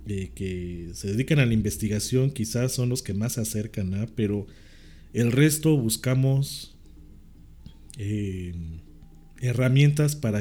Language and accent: Spanish; Mexico; no lo digo yo como mexicano, lo dicen extranjeros que vienen a México.